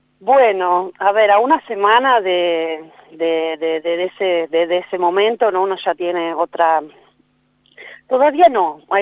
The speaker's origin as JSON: {"language": "Spanish", "region": "Córdoba", "country": "Argentina", "tie": "born or raised there", "also_born_or_lived": "La Pampa", "said": "yo nací en La Pampa y después me crié en Córdoba en realidad, pero siempre volví a La Pampa por mis abuelos, mis tíos, mi mamá volvió a vivir a Santa Rosa, yo vivía en el sur, hasta 2008 más o menos"}